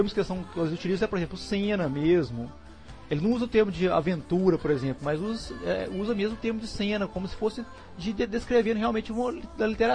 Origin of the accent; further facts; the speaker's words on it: Minas Gerais, Brazil; Eu sou de Minas Gerais. E aqui em Minas Gerais